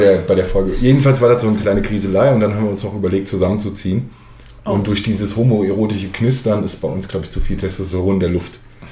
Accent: Eifel, Germany; Ich komme ja selbst aus der Eifel

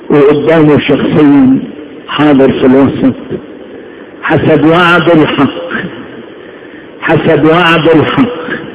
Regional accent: Upper Egypt, Egypt; زمان كان الراجل لما يعمل نسيج خصوصا عندنا في الصعيد

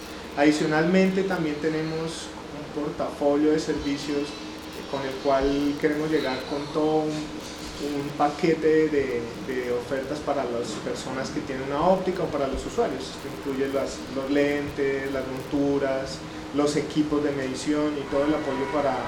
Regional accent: Colombia; moved away as an adult; now in Dominican Republic; yo soy colombiano, residente en República Dominicana hace aproximadamente 3 años.

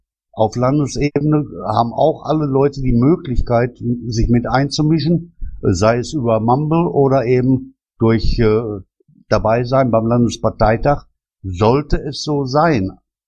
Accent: Pulheim, North Rhine-Westphalia, Germany; Ich komme aus Pulheim.

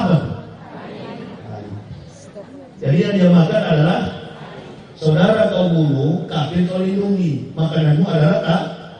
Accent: Manado, North Sulawesi, Indonesia; Kampung saya Manado

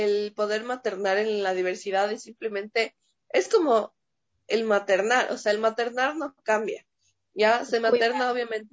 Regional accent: Quito, Pichincha, Ecuador; now in Ibarra, Ecuador; La verdad soy de Quito. Ya. Las situaciones de la vida me pusieron a vivir acá en Ibarra.

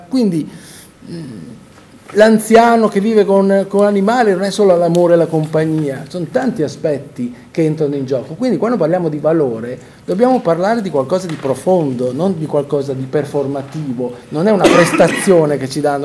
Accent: Bologna, Emilia-Romagna, Italy; born there; tutta la mia famiglia viene da Amola, San Giovanni in Persiceto, quindi anche se io sono nato a Bologna, però mio padre è nato qua

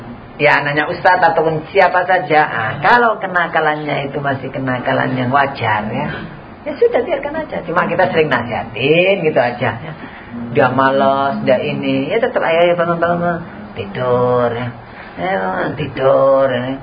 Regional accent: Java, Indonesia; Kebanyakan orang Jawa. Kita ini orang Jawa, rata-rata. Madura Jawa juga.

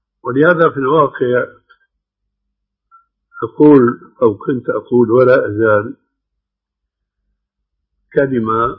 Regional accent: Syria; ومثل ما يقولون عندنا بسوريا ما بقى في الكرم إلا الحطب

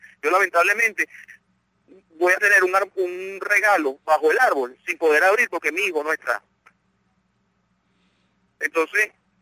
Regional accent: Venezuela; Pero es que nosotros somos venezolanos igual que ustedes. Todos somos venezolanos.

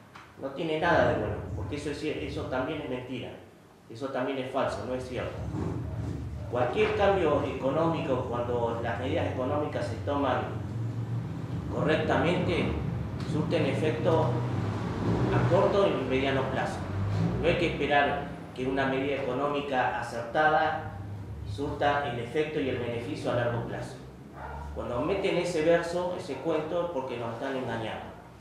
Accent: Carmen de Patagones, Buenos Aires Province, Argentina; Como vecino de Patagones, nacido y criado aquí en Patagones, participo de esta multisectorial

